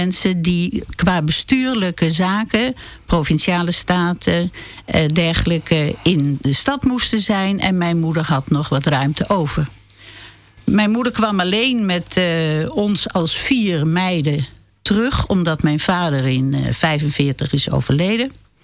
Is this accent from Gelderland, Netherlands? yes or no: yes; Arnhem, Gelderland, Netherlands; now in Zandvoort, Netherlands; Nee, ik ben in Arnhem geboren. En daar heb ik mijn jeugd doorgebracht en ook dus de oorlog beleefd.